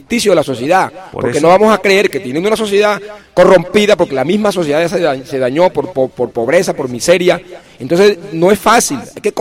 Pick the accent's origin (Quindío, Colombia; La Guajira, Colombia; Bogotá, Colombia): La Guajira, Colombia; Fonseca; En La Guajira, por ejemplo, en Fonseca, mi pueblo